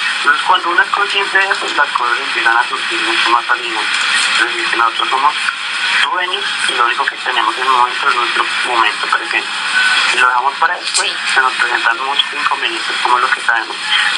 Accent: Colombia; Somos latinos, somos colombianos

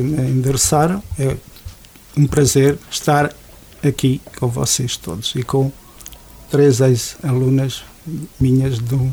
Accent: Avô, Centro, Portugal; Sou natural de Avô. Foi lá que fiz a escola primária. Era um sítio, portanto, muito agradável na altura

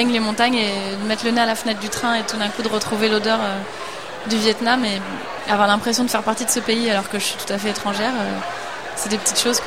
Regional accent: Paris, Île-de-France, France; c'était très compliqué de la conseiller en tant que petite Parisienne

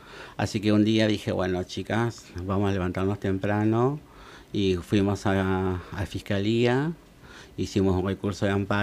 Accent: General Pico, La Pampa, Argentina; born there; now in Santa Rosa, Argentina; nací en General Pico, en La Pampa.

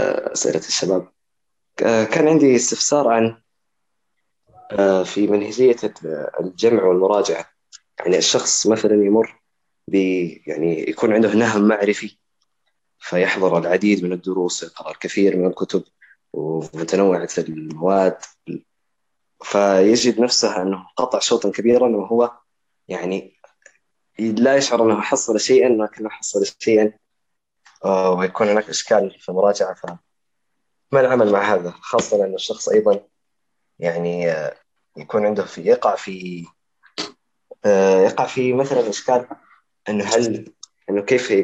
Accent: Medina, Medina Province, Saudi Arabia; born there; أنا أصلي من السودان الصراحة، لكن مواليد

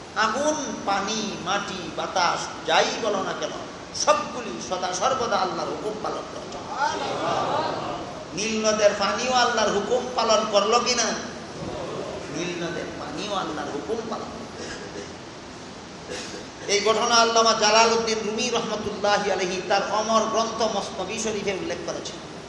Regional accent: Sylhet Division, Bangladesh; accent: Sylheti; আমরা সিলেটি ভাষায় আ মর সৈকার নি, আর নন সিলেটিদের ভাষায় সরে আ ময়ের সৈকার নি।

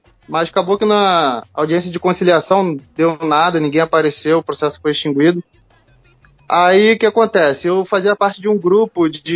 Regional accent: Rio de Janeiro, Brazil; Coisa de carioca mesmo. Eu sou do Rio.

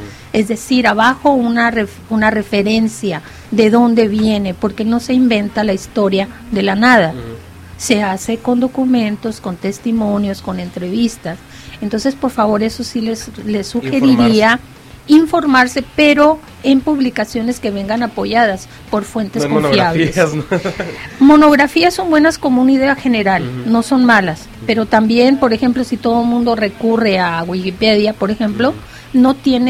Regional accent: Mexico; qué tanto hacemos cada uno de nosotros realmente como mexicanos, que estamos muy fallones

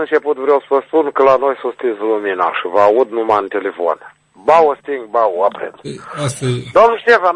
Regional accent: Nisporeni, Nisporeni District, Moldova; Eu sunt toată din Nisporeni. … am zis, din Nisporeni.

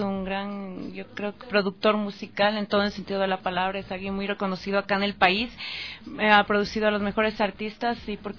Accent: Ecuador; porque yo creo que como un ecuatoriano debería conocer lo que es la música ecuatoriana

